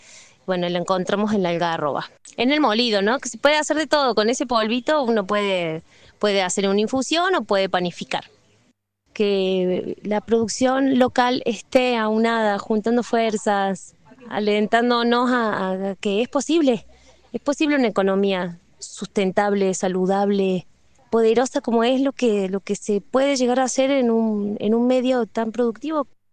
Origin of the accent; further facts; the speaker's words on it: Villa Giardino, Córdoba, Argentina; yo vengo de Villa Yardino